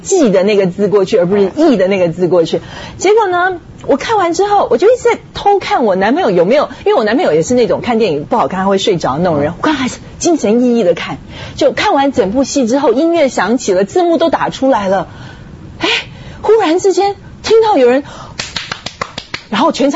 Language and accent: Chinese; China; 那因为我是中国人啊，所以所以对，可能就会想法会比较多